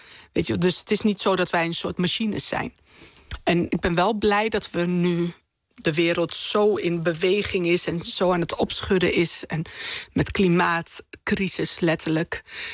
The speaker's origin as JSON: {"language": "Dutch", "town": "Winterswijk", "region": "Gelderland", "country": "Netherlands", "tie": "born or raised there", "said": "ik ben zeg maar begonnen als Marokkaans Winterswijks meisje."}